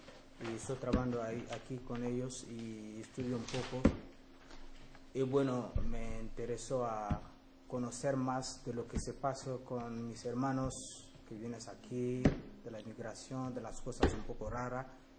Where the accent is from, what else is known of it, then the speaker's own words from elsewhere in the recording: Burkina Faso; Spanish is a second language; de Burkina Faso.